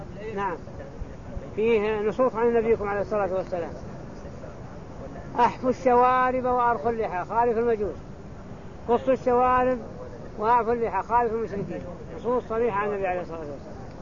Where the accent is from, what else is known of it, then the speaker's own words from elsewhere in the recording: Saudi Arabia; ما احد الفتوى عندنا في السعوديه على خلاف هذا